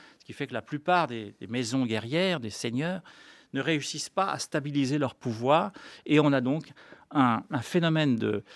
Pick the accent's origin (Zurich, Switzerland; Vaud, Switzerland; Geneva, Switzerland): Geneva, Switzerland; je le dis d'autant plus que je viens de Genève